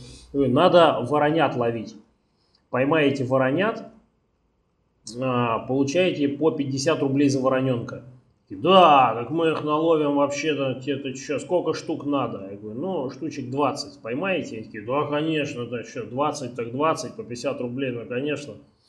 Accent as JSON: {"language": "Russian", "region": "Moscow", "country": "Russia", "said": "Ну, я из Москвы, не очень приятно."}